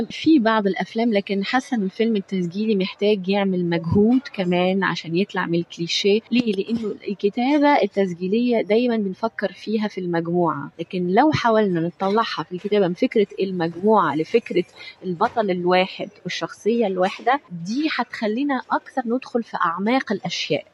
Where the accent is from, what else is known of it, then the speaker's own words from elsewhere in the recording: Tunisia; أنا تونس مثلا، أنا تونسية، تونس تقدمت جدا في حقوق المرأة